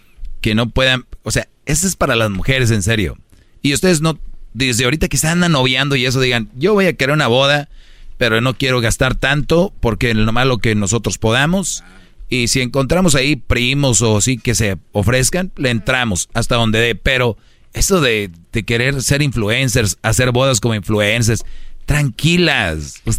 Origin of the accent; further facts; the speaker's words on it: Monterrey, Nuevo León, Mexico; Yo soy de Monterrey.